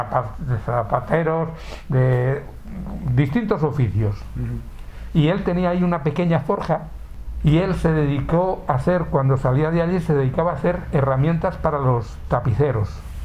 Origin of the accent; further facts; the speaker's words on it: Alaejos, Castile and León, Spain; De Alaejos. El 80% de la gente que sale de Alaejos, casi todo va al norte.